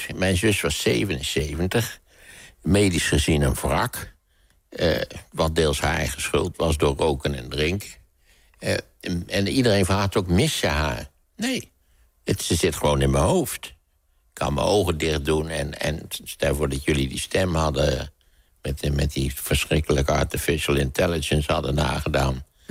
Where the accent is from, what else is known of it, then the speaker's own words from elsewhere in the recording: Netherlands; born there; Ten eerste ben ik in Nederland geboren, weliswaar midden in de Tweede Wereldoorlog.